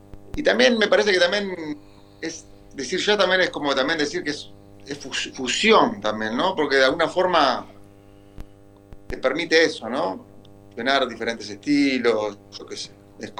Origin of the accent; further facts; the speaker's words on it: Uruguay; moved away as an adult; que yo soy uruguayo, vivo acá hace 20 años